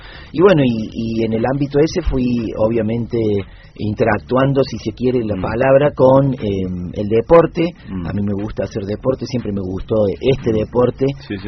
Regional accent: Córdoba, Argentina; Soy cordobés, mi esposa es catamarqueña.

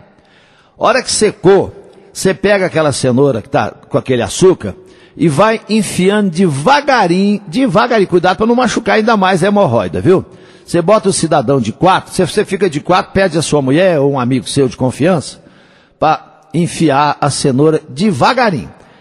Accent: Coromandel, Minas Gerais, Brazil; isso foi lá em Coromandel, lá na minha terra, né?

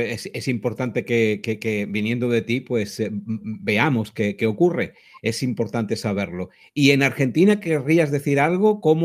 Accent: Spain; Fíjate, yo soy de España y me interesa mucho

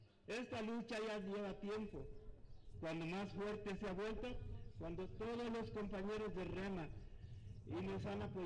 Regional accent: Mexico; demostrar que somos mexicanos

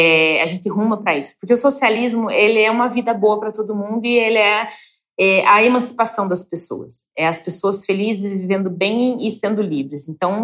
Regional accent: Paraná, Brazil; que sou assentada no norte do Paraná. É um município de pouco mais de 13 mil famílias, é um assentamento de 40 famílias

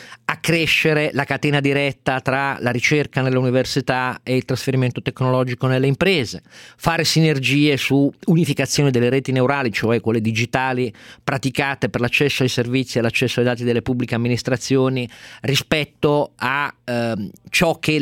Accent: Turin, Piedmont, Italy; per me che sono cresciuto a Torino

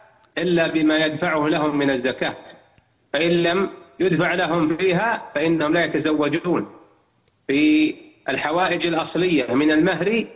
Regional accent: Saudi Arabia; اللجنة الدائمة عندنا في المملكة العربية السعودية

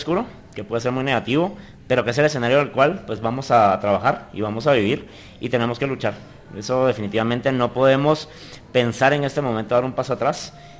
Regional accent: Guatemala; no se hubiera logrado si no hubiéramos actuado como guatemaltecos, como sociedad

